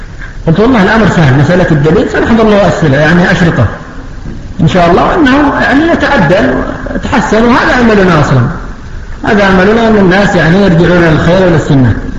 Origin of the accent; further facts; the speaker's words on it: Yemen; لكن الأمور الآن المتأخرة الآن عندنا في اليمن